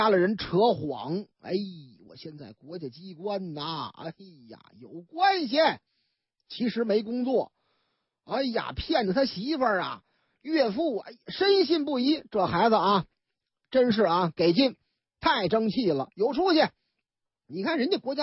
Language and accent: Chinese; Beijing, China; 我老家也那样是吧。那个说你老家哪儿啊，啊，劲松双井，